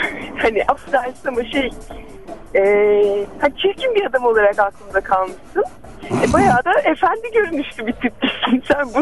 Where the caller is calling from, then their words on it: Ankara, Turkey; ben Ankara'dan.